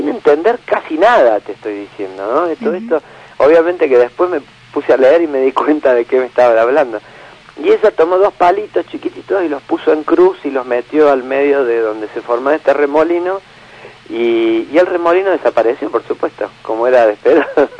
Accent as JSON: {"language": "Spanish", "region": "Córdoba", "country": "Argentina", "said": "mirá que como buen cordobés le doy a la... como ya lo has visto."}